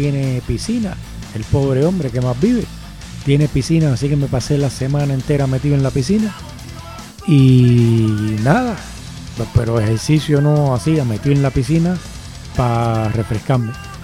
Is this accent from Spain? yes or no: yes; Spain; Si les molesta que yo soy español